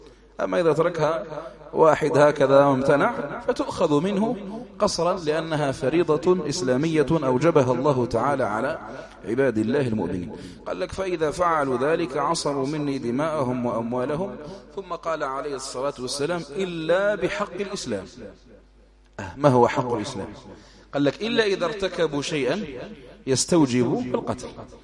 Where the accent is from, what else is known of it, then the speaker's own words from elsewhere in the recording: Algeria; حملات التنصير عندنا في الجزائر وفي غيره